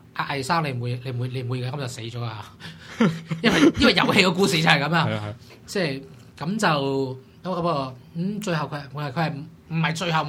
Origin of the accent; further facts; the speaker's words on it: Hong Kong; 剛剛好到一個我們香港人都可以接受到的程度